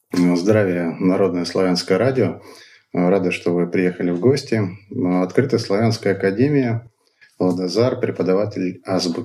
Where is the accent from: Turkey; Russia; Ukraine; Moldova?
Russia; Rakity, Altai Krai; born there; Родился я в Алтайском крае. Есть такое замечательное поселение, называется Ракиты.